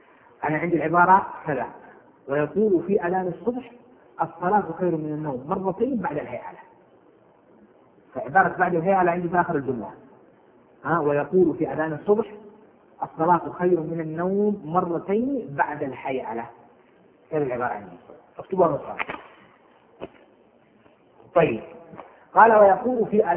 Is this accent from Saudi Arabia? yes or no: yes; Hejaz, Saudi Arabia; كما هو الآن مشهور عندنا بالحجاز